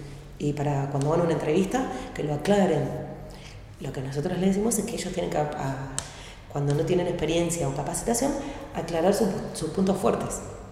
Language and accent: Spanish; Azul, Buenos Aires Province, Argentina; born there; also born or lived in Ensenada / La Plata; now in Berisso, Argentina; Vivo, hace 24 años vivo en Berizo. Nací en Provincia de Buenos Aires, en Azul, viví en Ensenada, en La Plata, y hace 24 años que estoy acá. Sí. Igual sí, ya soy bericense porque es donde más el tiempo viví.